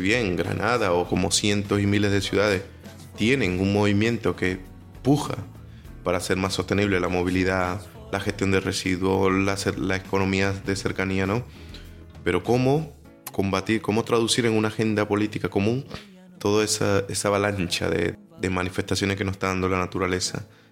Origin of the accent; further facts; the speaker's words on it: Venezuela; yo vengo de Venezuela y ahí hay el nombre para todo.